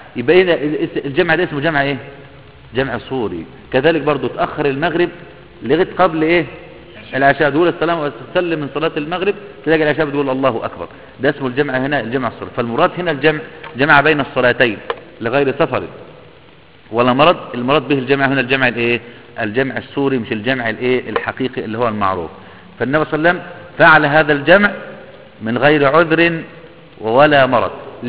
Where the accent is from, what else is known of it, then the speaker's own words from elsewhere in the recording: Egypt; عندنا في مصر